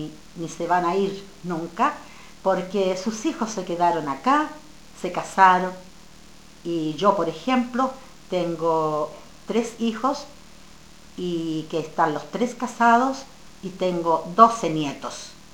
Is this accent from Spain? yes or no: no; Chile; moved away as an adult; now in Finland; Vivía yo en el centro, en el último tiempo vivía en Santiago, en la capital. Pero yo soy del centro de Chile.